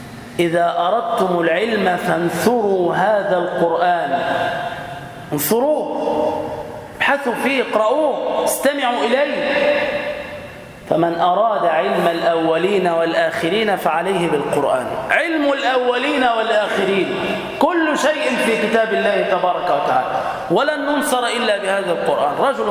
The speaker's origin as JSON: {"language": "Arabic", "town": "Damietta", "region": "Damietta Governorate", "country": "Egypt", "said": "أسأل الله تعالى أن يبارك في بلدتنا دمياط وفي أهلها وفي سكانها"}